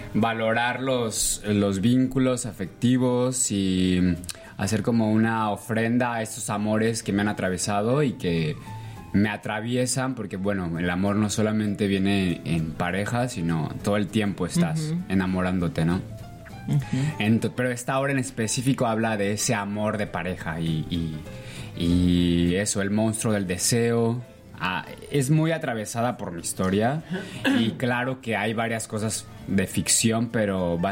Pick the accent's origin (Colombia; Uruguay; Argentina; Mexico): Mexico; Guanajuato; luego ya se fue a Guanajuato, que es de donde yo soy